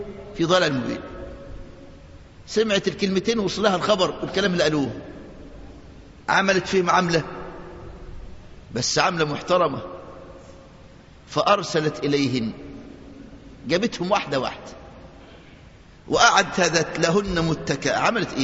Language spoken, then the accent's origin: Arabic; Egypt; وده طبيعة النسوان عندنا في مصر من زمان.